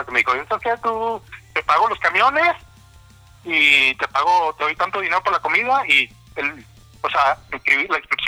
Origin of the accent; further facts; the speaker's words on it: Guadalupe, Nuevo León, Mexico; yo soy de Guadalupe y yo tenía mis amigos que, somos los mejores de Guadalupe.